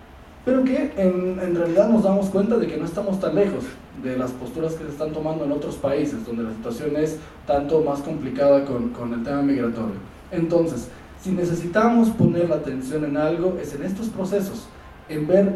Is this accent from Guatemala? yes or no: no; Mexico; algo muy potente que nosotros conocemos muy bien como mexicanos